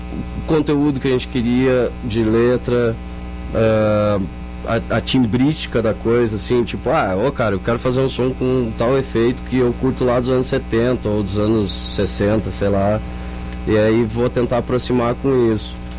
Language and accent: Portuguese; Rio Grande do Sul, Brazil; a gente saiu lá do Rio Grande do Sul, viemos gravar em Goiânia